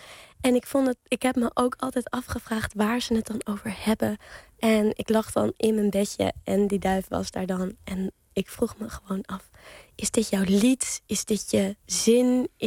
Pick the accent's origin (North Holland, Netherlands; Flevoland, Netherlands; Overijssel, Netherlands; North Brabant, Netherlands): North Holland, Netherlands; Amsterdam; ik kom uit het centrum van Amsterdam, bij de Nieuwmarkt. En daar had ik een zolderkamertje.